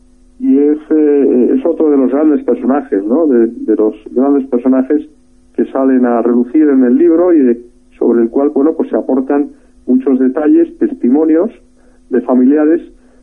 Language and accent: Spanish; Spain; perdemos de vista que todos somos españoles y que tenemos que trabajar en el ideal de una patria común